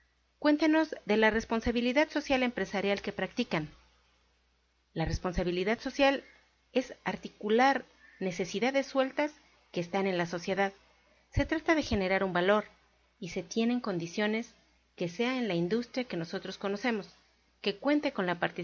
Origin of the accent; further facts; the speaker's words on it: Colombia; now in Mexico; yo salí de Colombia en el 2002 y llegué en el 2011